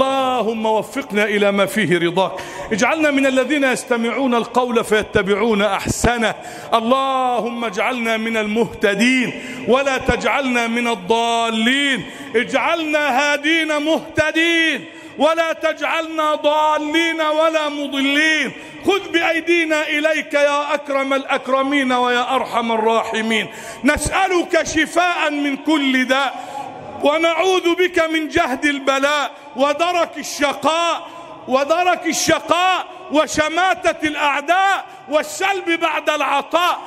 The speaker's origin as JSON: {"language": "Arabic", "country": "Egypt", "said": "اللهم اجعل بلدنا مصر أمنا أمانا، سخاء رخاء. اجعل مصرنا أمنا أمانا، سخاء رخاء"}